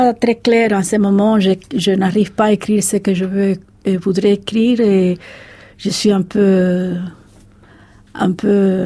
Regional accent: Havana, Cuba; now in Paris, France; c'est vrai que j'aime beaucoup Paris, mais ma ville natale me manque beaucoup plus.

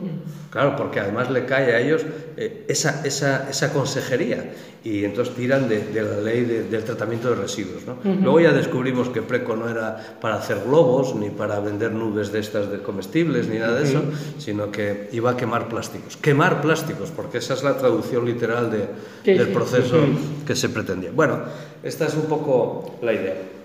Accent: Mieres, Asturias, Spain; Yo vengo de una cuenca minera, yo soy de Mieres y conocemos esos procesos.

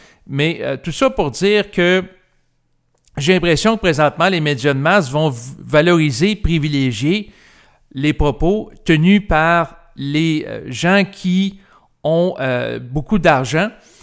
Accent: Quebec, Canada; que ce soit pour la situation du Québec, étant donné que je suis Québécois

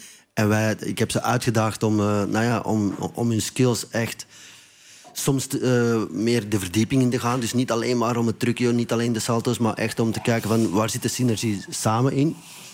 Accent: Belgium; Ik ben Belg, zoals u waarschijnlijk nog een beetje

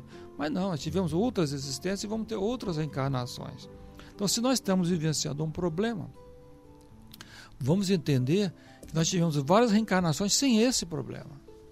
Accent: Vitória, Espírito Santo, Brazil; Ele foi inclusive lá na minha cidade natal, em Vitória

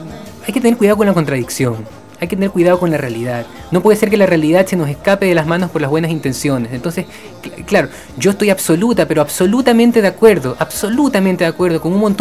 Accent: Ecuador; Yo como ecuatoriano lo he vivido

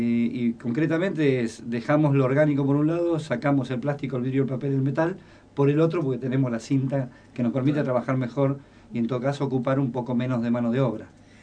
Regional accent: Rosario, Santa Fe, Argentina; yo vengo de Rosario, y cercano a Rosario, que es toda zona agropecuaria y ganadera

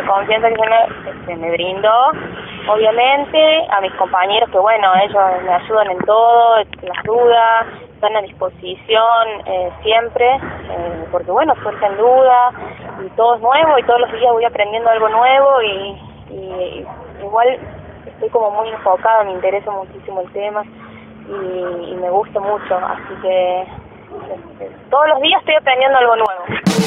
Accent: Villa Giardino, Córdoba, Argentina; born there; Nací aquí en Villa Yardino.

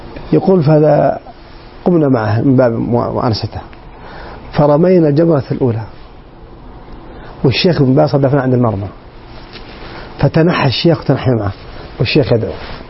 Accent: Saudi Arabia; وليس فقط في الداخل عندنا في السعودية بل في العالم عموما

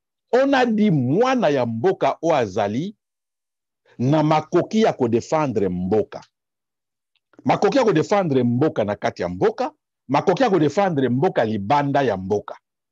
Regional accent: DR Congo; je suis congolais. 100%.

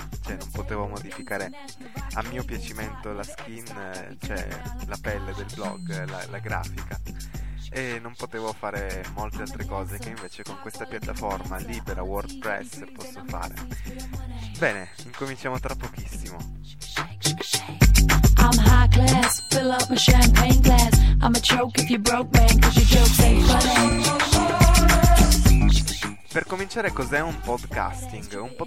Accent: Turin, Piedmont, Italy; sono di Torino, ho 17 anni e la mia passione principale è l'informatica, la musica e il cinema.

